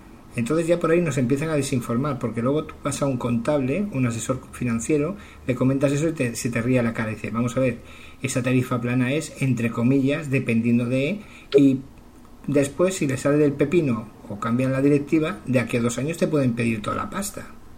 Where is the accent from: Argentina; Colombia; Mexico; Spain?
Spain; yo no soy proetarra, soy más español que español, de toda la puta vida